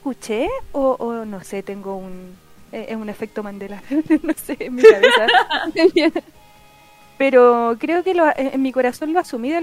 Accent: Puente Alto, Santiago Metropolitan Region, Chile; yo soy de Puente Alto, mi origen están ahí

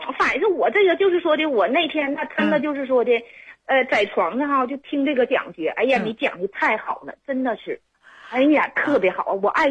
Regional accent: Shenyang, Liaoning, China; 我是沈阳人。

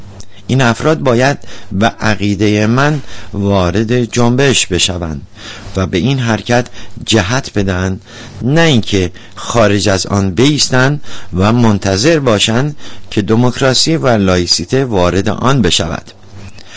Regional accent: Iran; شخصا به عنوان یک ایرانی بسیار هم خوشحال هستم

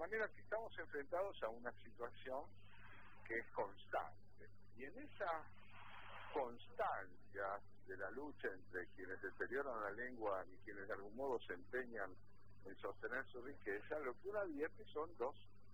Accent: Argentina; nuestra situación particular como argentinos con respecto al idioma español es compleja

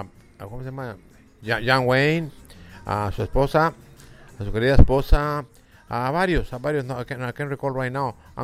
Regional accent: Tijuana, Baja California, Mexico; Sí, precisamente nací en la Baja California. Orgulloso de ser cachanilla.

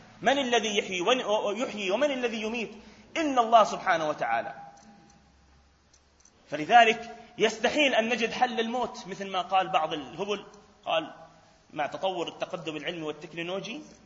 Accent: Palestine; حتى لفظة قاضي القضاء المنتشرة عندنا في فلسطين

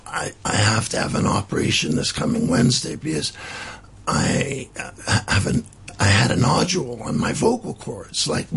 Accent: Canada; born there; moved away; also born or lived in Switzerland; even though I was born in Canada, my father was an international mining exploration geologist. I lived most of my life outside of Canada.

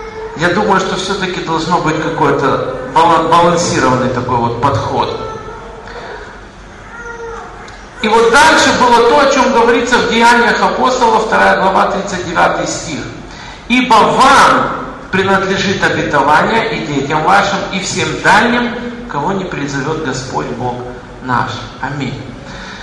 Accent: Kyiv, Ukraine; Я вырос в Киеве.

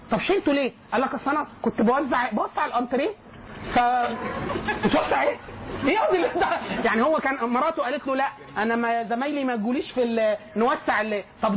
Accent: Egypt; هل ده بيحصل عندنا بس احنا كمصريين

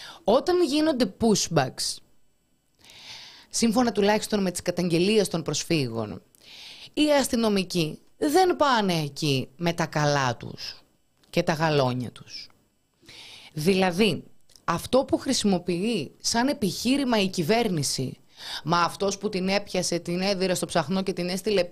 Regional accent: Thessaloniki, Central Macedonia, Greece; Είμαι από Θεσσαλονίκη.

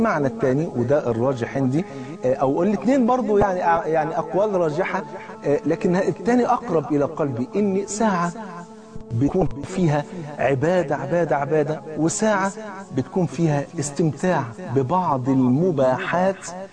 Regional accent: Egypt; زي ما بيقولوا كده المثل اللي عندنا في مصر

